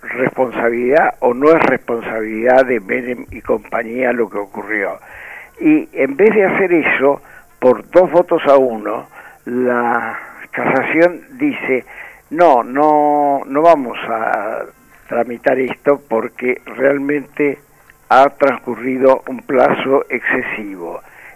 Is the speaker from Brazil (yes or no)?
no; Argentina; me duele también como ciudadano argentino la forma en que Argentina